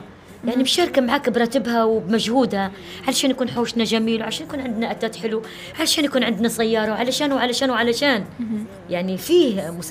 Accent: Benghazi, Libya; مولودة في بنغازي وبنت بنغازي

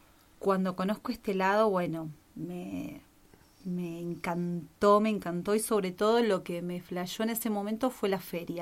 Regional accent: Las Rosas, Santa Fe, Argentina; yo soy de la minoría, no soy de Buenos Aires. Soy de un pueblito de Santa Fe que casualmente se llama Las Rosas.

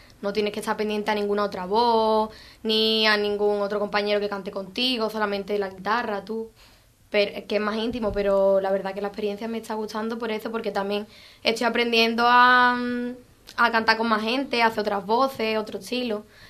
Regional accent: Arcos de la Frontera, Andalusia, Spain; now in Ubrique, Spain; Yo soy de Arco y mi ubicación ahora en Ubrique, porque mi pareja es de aquí

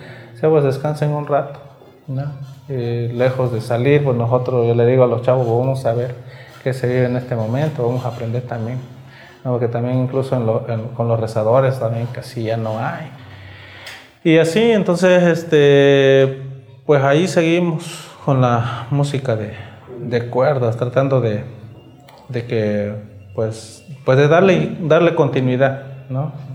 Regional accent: San Juan Guichicovi, Oaxaca, Mexico; soy de Huichicobi, de San Juan Huichicobi para ser exacto, de aquí de pues la zona húmeda, aquí en la zona baja, de Los Mijes, de esta otra variante, ¿no?

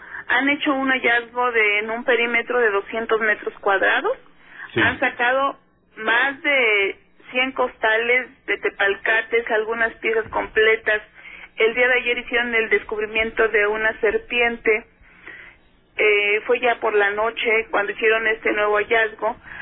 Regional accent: Mexico; a muchos de nosotros mexicanos, porque somos mexicanos, nos permitan recobrar esta identidad

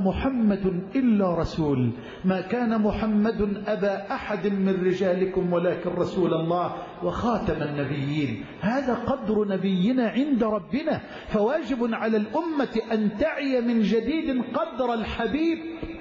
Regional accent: Egypt; واجعل بلدنا مصر أمنا أمانا سخاء رخاء

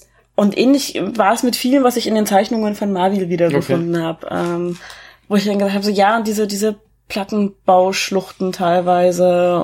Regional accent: Erfurt, Thuringia, Germany; Ich komme zwar nicht aus Berlin, sondern aus Erfurt

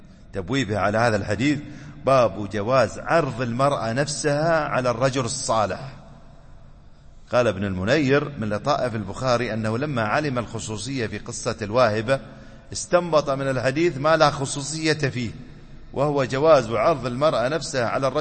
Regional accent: United Arab Emirates; أحد المشايخ طلبة العلم عندنا في الإمارات

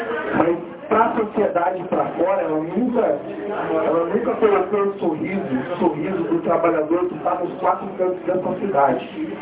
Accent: Curitiba, Paraná, Brazil; born there; eu nasci em Curitiba.

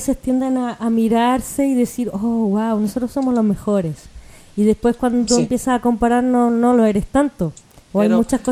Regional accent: Chile; now in Spain; yo cuando me fui de Chile fue como casi un despertar, ¿no?

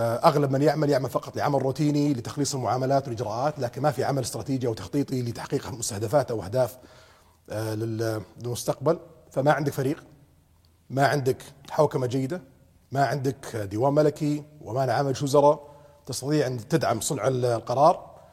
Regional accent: Saudi Arabia; اللي نطمح لها كلنا كسعوديين

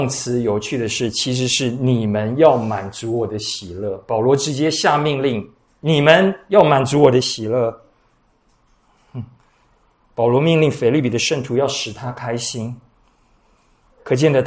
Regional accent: China; 谦卑也不是我们中国人所谓阿谀奉承的谦虚。

